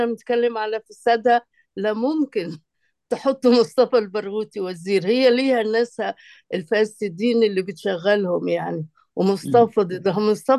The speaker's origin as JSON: {"language": "Arabic", "country": "Palestine", "said": "إحنا كفلسطينيين لازم نكون حقيقي مصرين على تنظيف"}